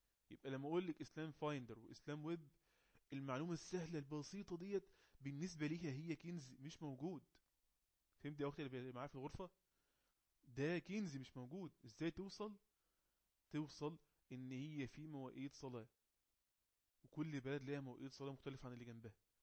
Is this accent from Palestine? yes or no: no; Egypt; القبلة عندنا في مصر جنوب شرق